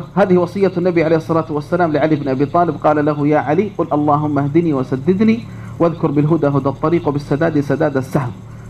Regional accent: Riyadh, Riyadh Province, Saudi Arabia; أذكر هنا قصة مؤثرة جدا حصلت عندنا في الرياض

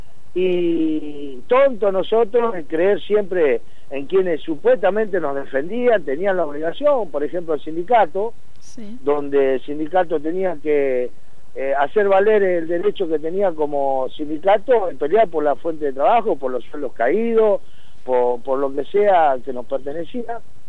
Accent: Bahía Blanca, Buenos Aires Province, Argentina; yo soy de la provincia, no soy de acá de Capital, soy de Bahía Blanca, en la provincia de Buenos Aires.

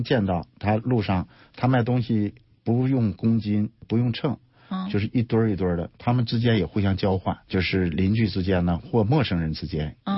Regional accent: China; 那同时呢，我们中国人在联合国恢复这个合法席位的时候，非洲兄弟们也是喜极而泣，

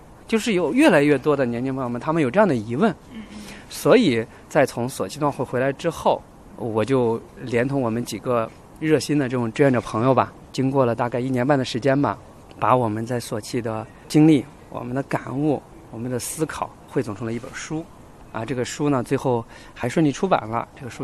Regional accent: China; 只有我是来自中国的

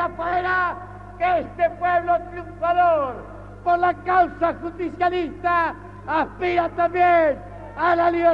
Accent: Argentina; como presidente argentino y como ciudadano argentino.

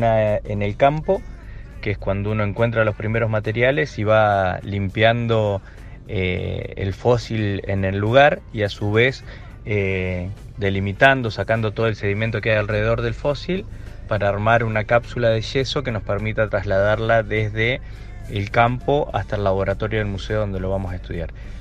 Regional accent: La Pampa, Argentina; Yo soy de La Pampa, una provincia casi pegada a Neuquén.

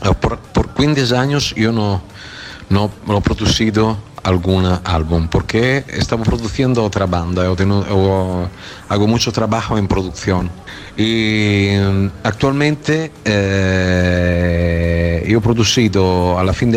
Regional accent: Italy; Spanish is a second language; yo soy de Italia, y aquí en Italia, en Europa, no se toca.

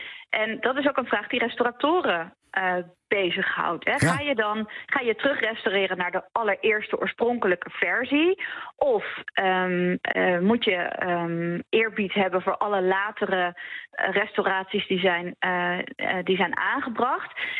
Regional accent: Utrecht, Netherlands; Ik kom zelf ook uit Utrecht

